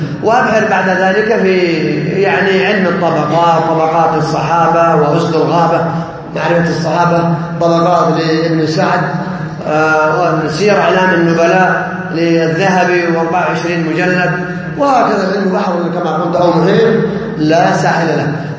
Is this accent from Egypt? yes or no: no; Saudi Arabia; ما تدرس عندنا في السعودية هنا إلا كتب العقيدة الصحيحة